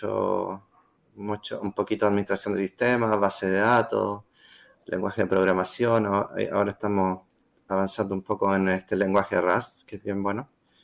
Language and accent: Spanish; Santiago, Santiago Metropolitan, Chile; Yo soy de Chile, Santiago. Trabajo en el Centro Sismológico.